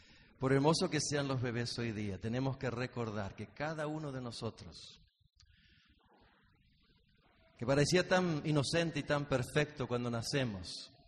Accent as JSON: {"language": "Spanish", "country": "Argentina", "lives_now": "United States", "said": "La mayoría de ustedes saben que somos de Argentina. Vivimos en Estados Unidos"}